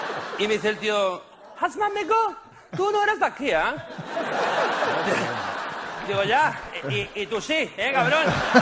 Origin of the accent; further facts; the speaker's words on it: Barcelona, Catalonia, Spain; estoy muy contento de estar aquí en Madrid, mi segundo hogar, porque yo soy de Barcelona, pero me encanta Madrid